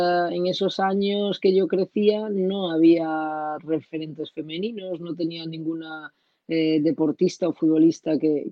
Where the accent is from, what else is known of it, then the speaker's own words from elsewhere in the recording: Galicia, Spain; moved away; La primera vez que me fui de mi casa, de Galicia, me fui a jugar a Zaragoza.